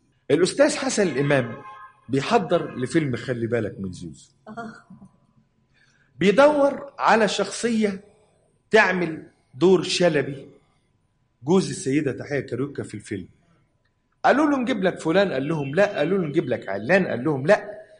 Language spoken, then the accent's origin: Arabic; Cairo, Cairo Governorate, Egypt; وأنا ابن البلد، ابن حي الضرب الأحمر.